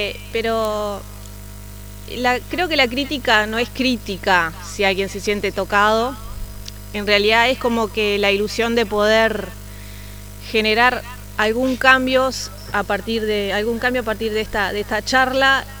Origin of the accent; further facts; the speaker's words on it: Montevideo, Uruguay; now in Guichón, Uruguay; yo puedo ser turista en Guichón porque vengo de Montevideo, nací en Montevideo, me siento citadina.